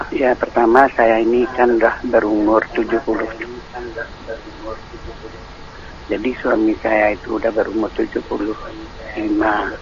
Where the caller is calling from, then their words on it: Batam, Riau Islands, Indonesia; Saya dari Batam.